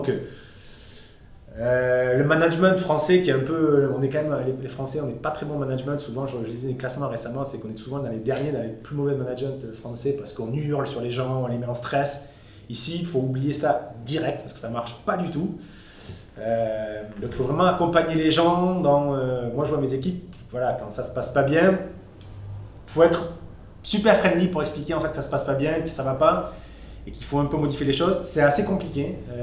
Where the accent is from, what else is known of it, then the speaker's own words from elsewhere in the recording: south of France, France; also born or lived in Paris; now in São Paulo, Brazil; Je viens du sud de la France, donc c'est quand même plus proche que ce qui se passe au Brésil, mais j'ai toujours travaillé à Paris